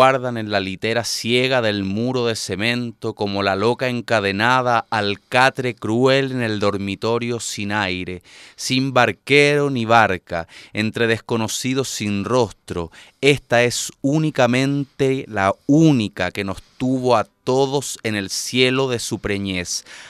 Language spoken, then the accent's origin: Spanish; Chile; somos dos chilenos que estamos en este momento delante del micrófono o atrás del micrófono